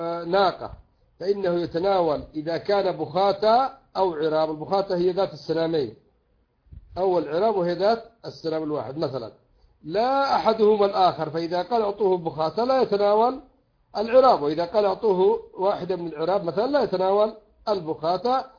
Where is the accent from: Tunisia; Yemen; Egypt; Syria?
Yemen; وعندنا في اليمن مثلا على الحمار فقط